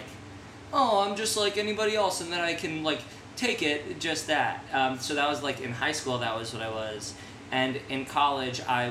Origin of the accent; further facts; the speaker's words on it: New York, United States; I'm from New York. Everybody here like knows and likes Jewish.